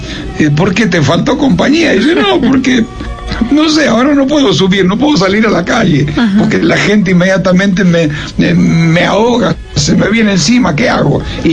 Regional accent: Argentina; born there; En mi país, porque es donde he nacido.

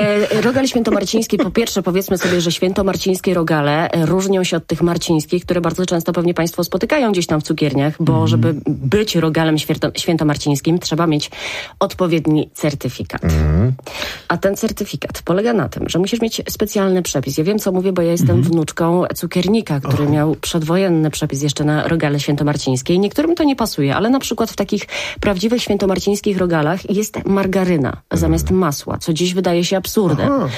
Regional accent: Poznań, Greater Poland Voivodeship, Poland; pamiętaj, że jestem z Poznania, więc rzeczywiście tak pytam o to.

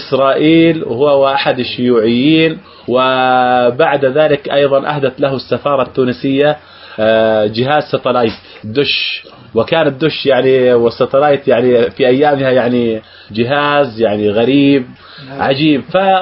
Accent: Jordan; قبل أن ينزل الانتخابات البرلمانية عندنا في الأردن

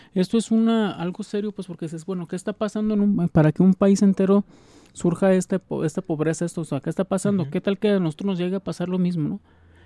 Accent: Mexico; nosotros como aquí mexicanos nos queremos sentir hasta yanquis

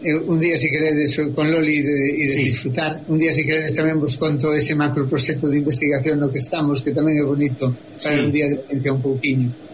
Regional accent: Galicia, Spain; eu, como moito galego, son un poquinho do lugar.

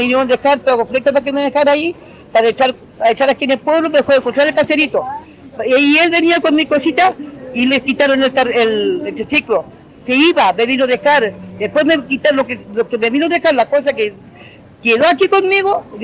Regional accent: Temuco, Araucanía, Chile; Y yo sé que este mi pueblo, Temuco de región, nosotros somos mapuche. Yo tengo mis derechos como mapuche, tengo mi ley como mapuche. Yo llevo 80 años, más de 70, 70 más, llevo 80 años ya.

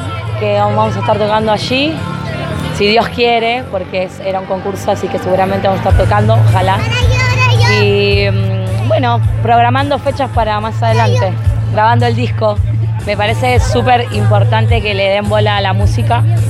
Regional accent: Máximo Paz, Buenos Aires Province, Argentina; Yo ya soy de Maxi, viví en Máximo Paz y he venido a varios eventos.

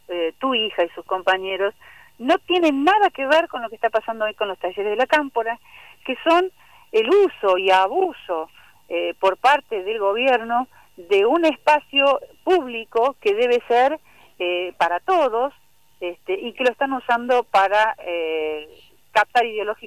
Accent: Buenos Aires, Argentina; porque soy de la Ciudad de Buenos Aires, de provincia, trabajo en las dos partes

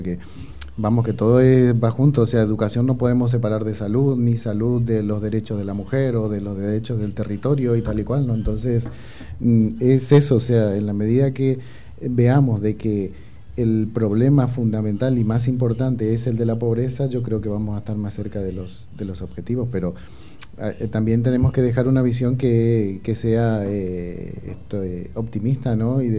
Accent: Argentina; uno que viene como de Argentina también, un país deprimido

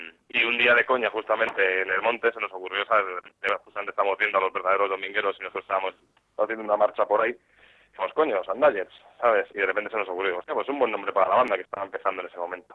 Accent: Alicante, Valencian Community, Spain; es que como realmente yo soy de Alicante y toda mi familia es de Alicante

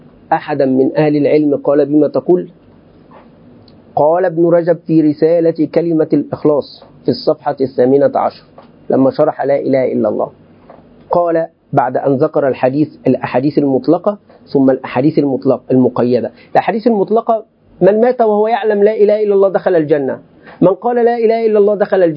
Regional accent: Egypt; عندنا في مصر

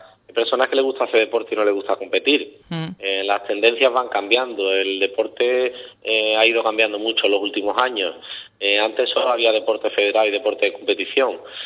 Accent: Ubrique, Andalusia, Spain; yo soy de Ubrique.

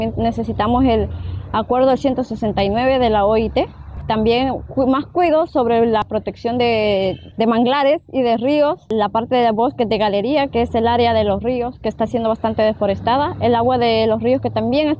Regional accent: Guaymango, Ahuachapán, El Salvador; vengo de Huaymango, Huachapán.

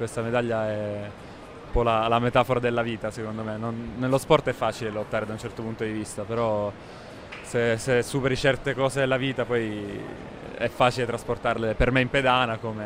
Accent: Sicily, Italy; io sono un mangione, sono siciliano

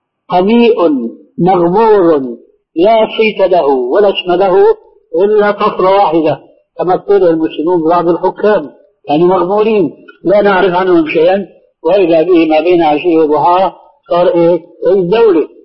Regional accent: Syria; وإنما حركة على النظام العسكري الذي يعبر عنه عندنا في سوريا مكانك واضح

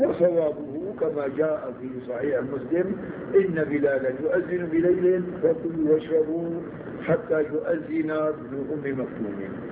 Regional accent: Syria; عادة هون بيعملوا عندنا في الشام بين الأذان الأول والأذان الثاني ربع ساعة

